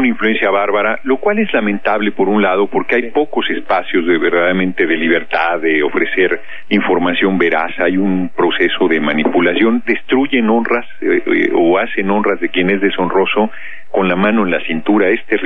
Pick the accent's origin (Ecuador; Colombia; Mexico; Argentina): Mexico; Tlalnepantla, State of Mexico; Tlalnepantla, en el Estado de México. Yo nací en el DF, pero muy chico, nos fuimos a la zona conurbada